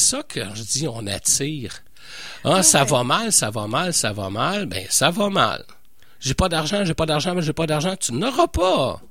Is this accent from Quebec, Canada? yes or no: yes; Montreal, Quebec, Canada; je suis Montréalais, mais j'adore Québec.